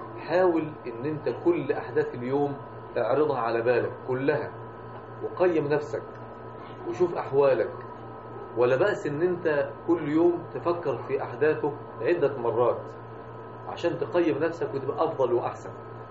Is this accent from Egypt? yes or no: yes; Mansoura, Dakahlia, Egypt; يعني إحنا عندنا في المنصورة كثير جدا من أهل المنصورة ما يعرفوش الشغل بتاعنا في المنصورة